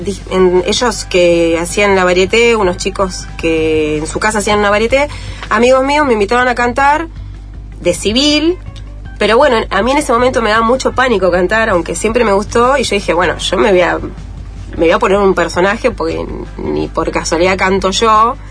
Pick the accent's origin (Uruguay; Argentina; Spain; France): Argentina; Neuquén; also born or lived in La Plata; Yo estudié en La Plata, soy de Neuquén, pero estudié teatro en La Plata.